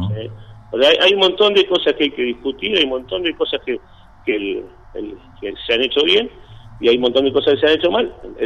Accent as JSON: {"language": "Spanish", "town": "Cipolletti", "region": "Río Negro", "country": "Argentina", "said": "Somos los dos de Cipolletti, ¿sí?"}